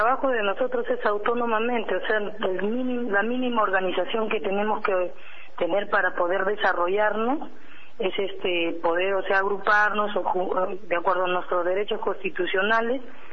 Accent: Peru; nosotros somos peruanos. No podríamos ser chavistas porque no somos venezolanos.

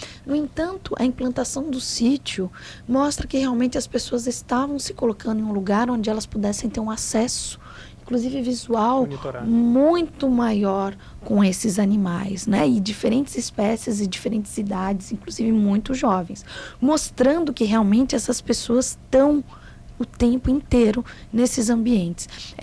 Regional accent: São Paulo, Brazil; now in Pelotas, Brazil; eu, como paulista, uma paulista que viveu em vários lugares, vim para Pelotas, para a UFPEL

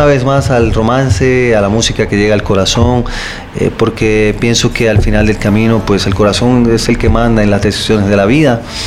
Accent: Puerto Rico; Yo soy puertorriqueño.

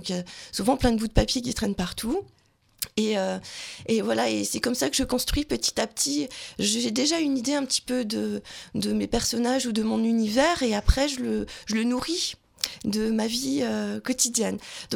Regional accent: Belfort, Bourgogne-Franche-Comté, France; Donc je viens de Belfort, dans le territoire de Belfort.

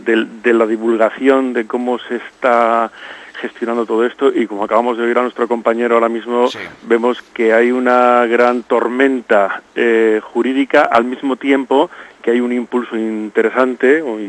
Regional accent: Loredo, Cantabria, Spain; Yo soy de Loredo, de la zona de Ribamontana al Mar, y bueno, allí, bueno, a pesar de mi apellido y a pesar de que trabajo en Navarra

